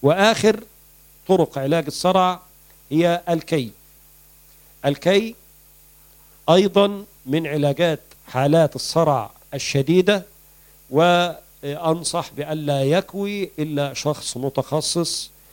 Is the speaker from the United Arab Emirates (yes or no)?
no; Egypt; وبعض الأماكن يسمى الكرنب عندنا في مصر.